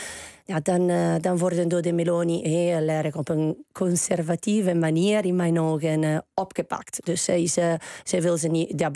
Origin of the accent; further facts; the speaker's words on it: Italy; Dutch is a second language; Als ik moet gaan kiezen en ik ben Italiaans